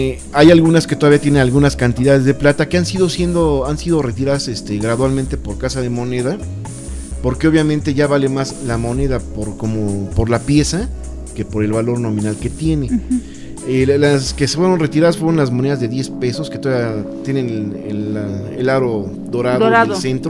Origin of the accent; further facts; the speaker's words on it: Mexico; incluso para nosotros como mexicanos era muy común